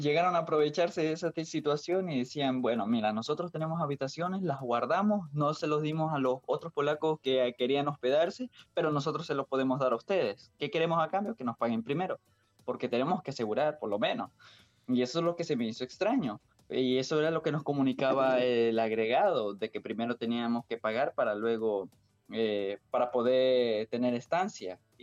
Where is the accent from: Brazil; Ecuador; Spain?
Ecuador; porque no somos los únicos ecuatorianos que estamos y llegamos.